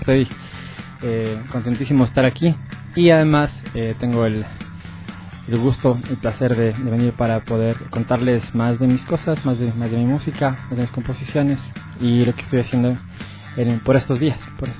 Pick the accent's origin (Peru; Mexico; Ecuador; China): Ecuador; Cuenca, Azuay; born there; Yo nací en Cuenca hace muchos años